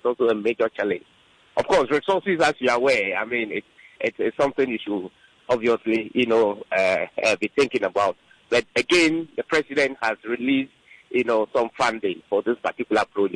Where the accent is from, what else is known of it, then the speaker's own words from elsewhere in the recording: Ghana; as a Ghanaian, you know, the thinking that, you know, we voted into power, you have to give us a chance to do what is right.